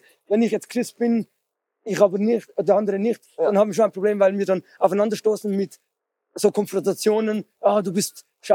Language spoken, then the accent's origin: German; Switzerland; Kommen wir aus der Schweiz.